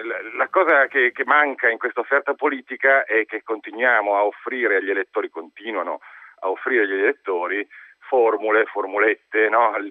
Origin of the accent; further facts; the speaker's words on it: Milan, Lombardy, Italy; io, ad esempio, da milanese, da lombardo, non ho mai avuto un confronto